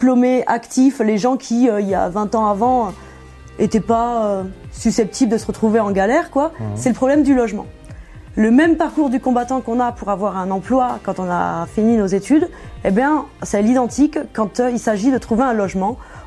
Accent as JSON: {"language": "French", "town": "Toulouse", "region": "Occitanie", "country": "France", "tie": "born or raised there", "moved": "as an adult", "lives_now": "Paris, France", "said": "Je suis arrivée à Paris à la fin de mes études. Je suis diplômée de Sciences Po Toulouse. J'ai grandi à Toulouse. Et je suis arrivée sur Paris à la base pour un stage à la fin de mes études."}